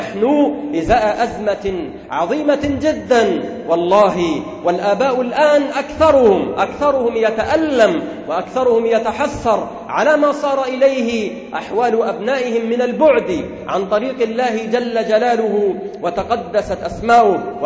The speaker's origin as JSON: {"language": "Arabic", "country": "Egypt", "said": "وأنتم تسمعون في القطر المصري وفي بلدنا مصر ما لم تكن تسمعه قبل ذلك،"}